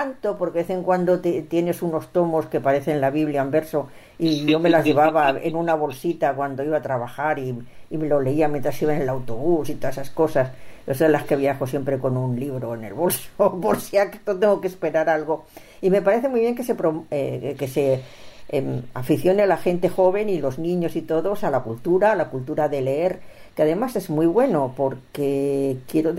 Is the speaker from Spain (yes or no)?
yes; Barcelona, Catalonia, Spain; born there; Yo no, yo nací en Barcelona, Barcelona capital. Y bueno, llevo aquí muchos años